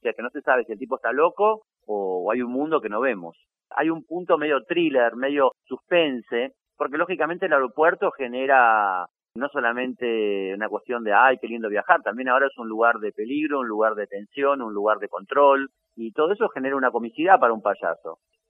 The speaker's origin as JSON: {"language": "Spanish", "region": "Buenos Aires", "country": "Argentina", "moved": "yes", "said": "Yo soy de Buenos Aires, pero vivo hace como, no sé, 23 años en Francia y en España y digamos que tengo una especie de relación entre Madrid, París y Buenos Aires constante, de cambios."}